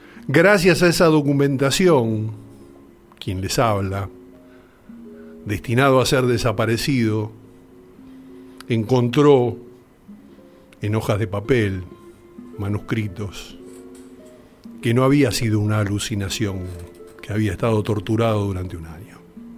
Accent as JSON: {"language": "Spanish", "country": "Argentina", "said": "Yo, como argentino, no conocía demasiado"}